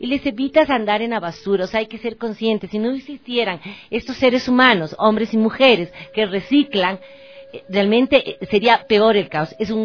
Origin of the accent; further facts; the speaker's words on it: Quito, Pichincha, Ecuador; como ciudadana ecuatoriana y quiteña